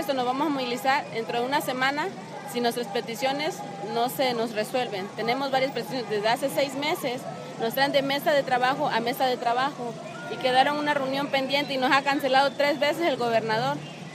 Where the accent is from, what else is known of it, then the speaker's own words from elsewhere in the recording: Acapulco, Guerrero, Mexico; Nosotros venimos de Acapulco, de varias comunidades.